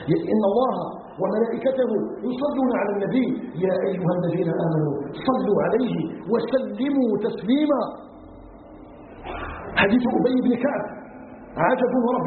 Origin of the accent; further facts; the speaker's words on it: Algeria; أن يجعل بلدنا الجزائر بلدا آمنا مطمئنا